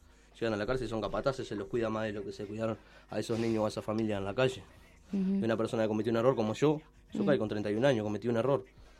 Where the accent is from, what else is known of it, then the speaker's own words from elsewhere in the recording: San José, Uruguay; Yo soy de San José